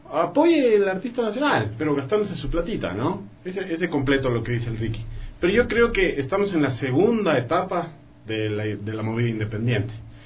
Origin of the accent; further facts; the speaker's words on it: Loja, Ecuador; born there; Yo nací en Loja.